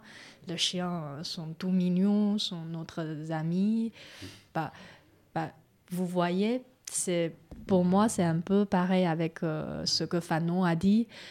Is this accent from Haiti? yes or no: no; France; moi, je suis née en France, je suis une Française.